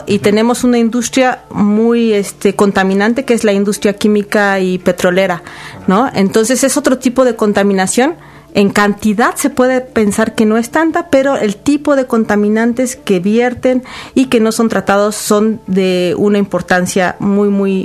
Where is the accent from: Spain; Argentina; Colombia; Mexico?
Mexico; Orizaba, Veracruz; de la zona que yo soy originaria, de Orizaba